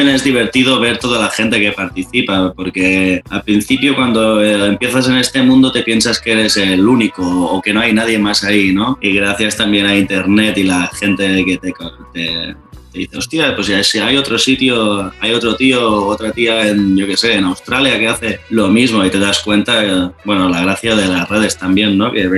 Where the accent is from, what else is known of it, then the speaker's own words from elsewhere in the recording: Barcelona, Catalonia, Spain; porque yo soy de Barcelona y bueno, aquí hablamos catalán y castellano también, ¿no? Pero digamos que la lengua aquí oficial es el catalán.